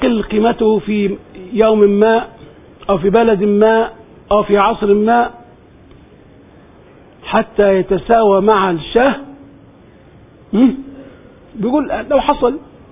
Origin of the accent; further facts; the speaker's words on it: Egypt; برضو عندنا في مصر حتى من قديمه